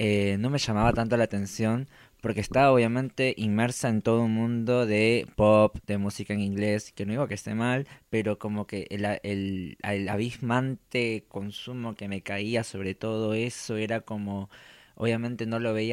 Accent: Peru; Yo vengo de Perú

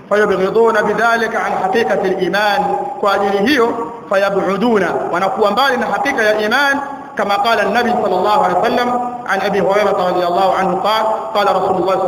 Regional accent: Tanga, Tanga Region, Tanzania; katika hili kwa kule kwetu Tanga kule ndio kuna maajabu.

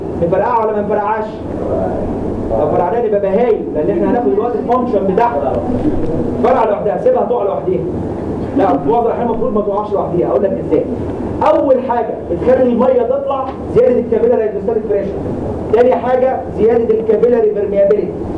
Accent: Egypt; عندنا في مصر دي عشان تبين لكم بس ان المصريين عندهم حضاره عاليه جدا

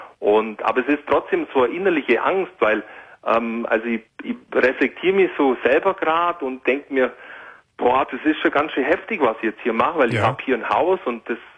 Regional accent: Augsburg, Bavaria, Germany; now in Allgäu, Germany; gebürtig bin ich aus Augsburg, aber da war es so auf dem Land, also Augsburg ist sogar die größere Stadt, aber die letzten fast 20 Jahre sind es jetzt im Allgäu, in der Kleinstadt mit 40.000 Einwohnern

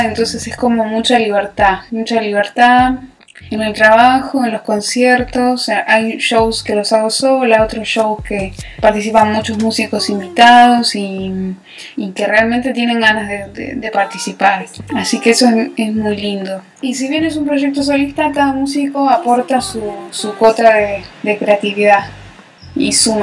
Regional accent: Merlo, Buenos Aires Province, Argentina; now in Buenos Aires, Argentina; Yo nací en zona oeste, en Merlo. Viví ahí muchos años y ahora vivo acá, en Capital.

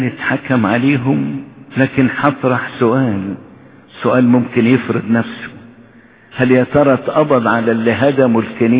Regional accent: Egypt; المواطنة يعني انا مصري، انا مصري ليا كل الحقوق

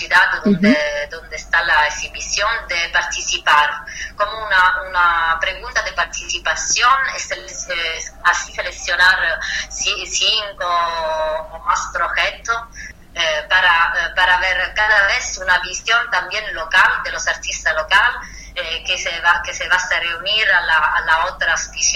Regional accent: Southern Italy, Italy; Spanish is a second language; mi pueblo, donde vengo del sur de Italia, Italia es un país

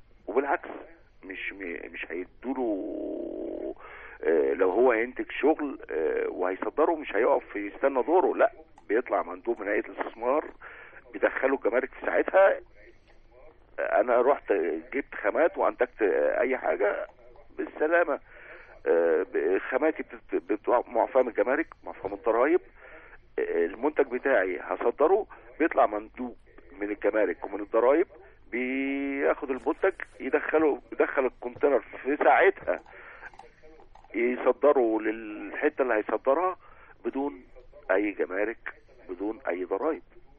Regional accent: Upper Egypt, Egypt; أنا راجل صعيدي من أصل مهاجر من السويس، يعني حتى النخاع بحب تراب بلدي.

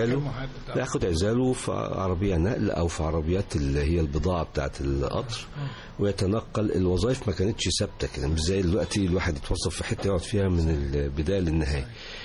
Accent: Cairo, Cairo Governorate, Egypt; born there; أنا ولدت في مدينة القاهرة، وكان والدي حين ذاك أنا ذاك كان مفتش صحة سيدة زينب، فأنا مسجل من مواليد السيدة زينب.

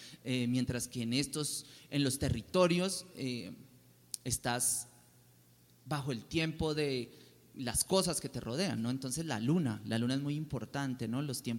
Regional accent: Popayán, Cauca, Colombia; mi familia es descendiente del pueblo Nasa, de la comunidad Nasa del Cauca, yo soy de Popayán, pues somos

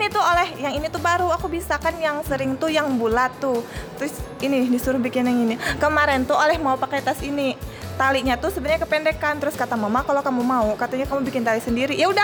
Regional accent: Central Kalimantan, Indonesia; Terus kami asalnya juga memang dari Bartim.

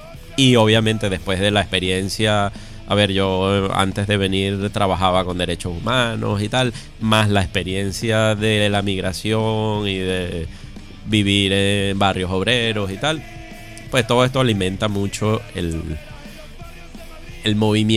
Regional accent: Venezuela; A ver, yo vengo de Venezuela, sí.

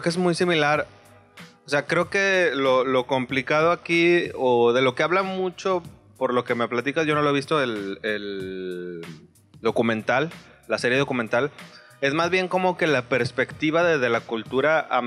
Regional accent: Mexico; Que para uno como mexicano tiene una connotación diferente

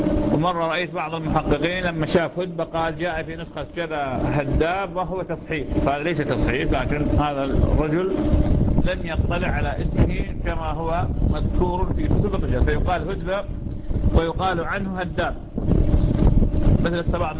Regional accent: Iraq; هاي نوع من أنواع الحمضيات ما موجودة عندنا في العراق

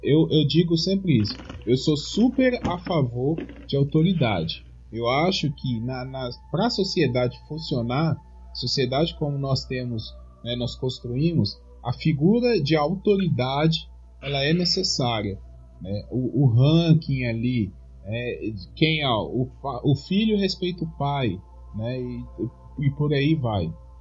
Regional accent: Minas Gerais, Brazil; eu sou do interior de Minas Gerais, a minha família é toda de roça, né, e meus avós nasceram numa época que existia um coronelismo muito forte, né?

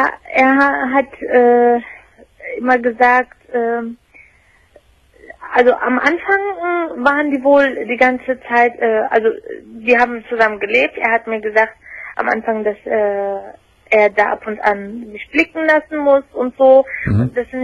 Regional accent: Turkey; Und zwar, also es ist so, ich bin Türkin.

